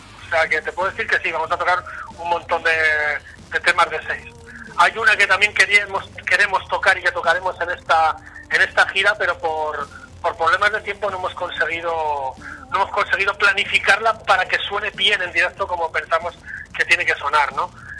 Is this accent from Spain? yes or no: yes; Vitoria-Gasteiz, Basque Country, Spain; yo, que soy de Vitoria, pero que estoy a 90, 94 kilómetros de ahí